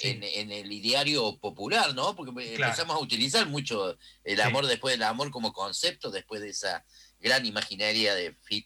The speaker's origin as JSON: {"language": "Spanish", "country": "Argentina", "said": "¿Sos argentino? Sí."}